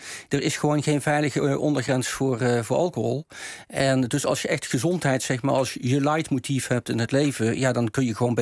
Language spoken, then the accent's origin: Dutch; Maastricht, Limburg, Netherlands; Ik kom zelf van Maastricht af, dus echt een Bourgondier.